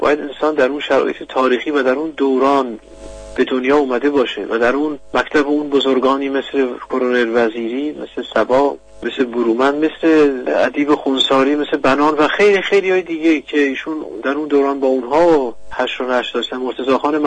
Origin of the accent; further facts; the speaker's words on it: Iran; من به عنوان یک ایرانی